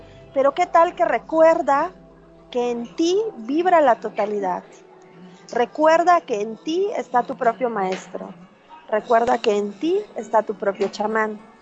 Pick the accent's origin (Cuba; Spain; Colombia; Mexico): Mexico; yo soy mexicana, sí